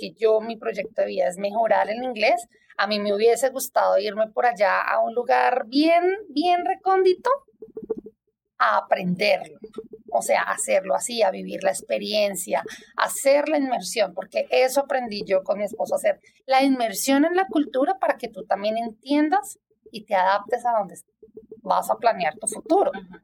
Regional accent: Bogotá, Colombia; now in Toronto, Canada; yo soy de Bogotá, siempre nací allá, crecí allá

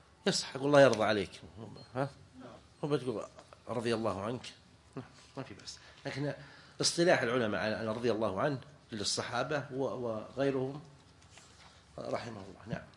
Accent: Najd, Saudi Arabia; يعني عندنا في نجد الأب يجعلون يلحقون به ألف التعريف.

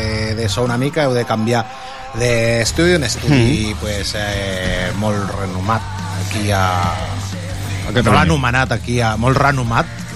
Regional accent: Tarragona, Catalonia, Spain; pels que som de Tarragona

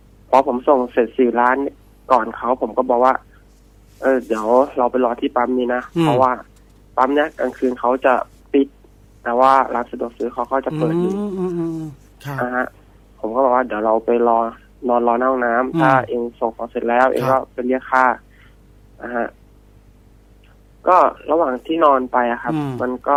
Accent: Chanthaburi, Thailand; ผมมาเป็นคนจังหวัดจันทบุรีครับ

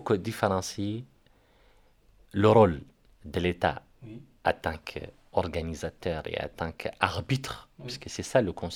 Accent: Rosso, Trarza, Mauritania; moi je suis de Rosso ou de Wadenaga.

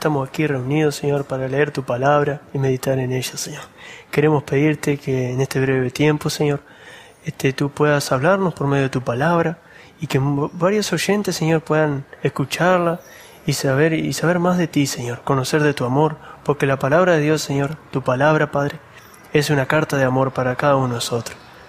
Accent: Uruguay; me presento, vengo de Uruguay, para aquellos que no me conocen

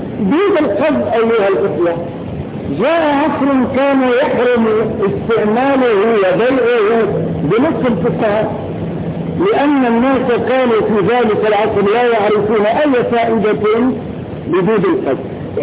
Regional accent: Morocco; لكن لو أن هذا الإنسان وقف عندنا في المغرب وشهد وهو حافر شهادته فقط، لأن هذا شيء معروف عندنا

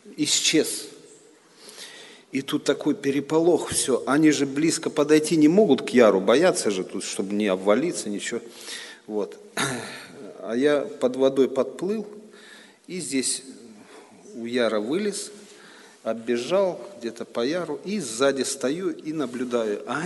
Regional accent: Khartsyzsk, Donetsk Oblast, Ukraine; moved away; Ну а мы росли в Харциске, там речка такая у нас скалистая, и мы любили с этих скал прыгать.

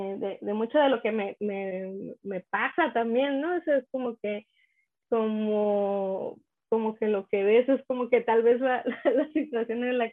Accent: Isla de Cedros, Baja California, Mexico; born there; En un proyecto que tengo de Isla de Cedros, que es el lugar donde yo nací.

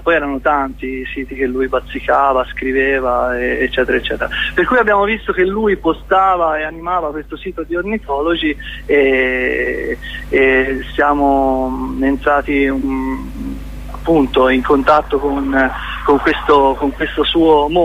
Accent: Pisa, Tuscany, Italy; Sì, per noi veniamo da Pisa, per cui non è che abbiamo possibilità di ascoltare la vostra radio

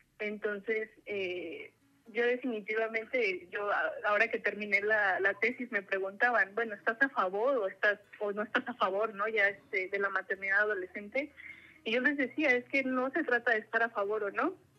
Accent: Apizaco, Tlaxcala, Mexico; yo soy de Apizaco, es un pueblo industrializado, ¿no? Que hay quien dice que es ciudad, pero digo, es un pueblo que está en crecimiento, pero que es joven, o sea, tendrá 150 años

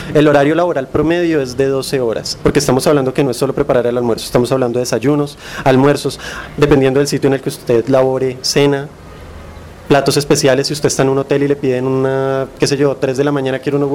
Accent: Colombia; Es más como tradición colombiana o un arraigamiento mal formado colombiano, en el cual pues los hombres no nos desempeñamos en ese campo normalmente.

